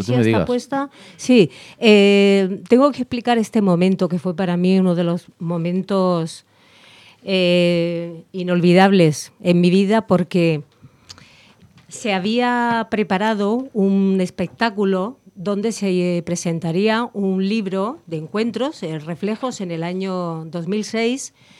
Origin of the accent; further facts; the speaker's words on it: Cádiz, Andalusia, Spain; para hacer honor a mi tierra, Cádiz, porque soy gaditana